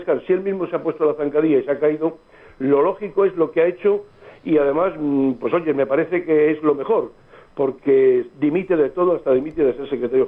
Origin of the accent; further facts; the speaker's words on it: Spain; somos españoles de no de segunda, de cuarta